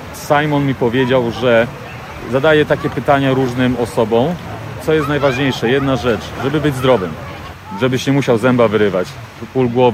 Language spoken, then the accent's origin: Polish; Złotoryja, Lower Silesian Voivodeship, Poland; Urodziłem się, mieszkałem w Złotoryi. Później wyjechałem do Wrocławia na studia.